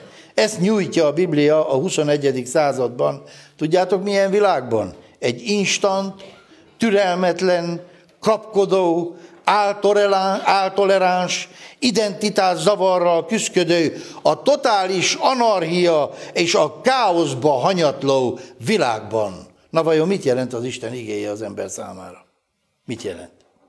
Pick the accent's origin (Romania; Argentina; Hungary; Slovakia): Hungary; mivel mi magyarok vagyunk, testvéreim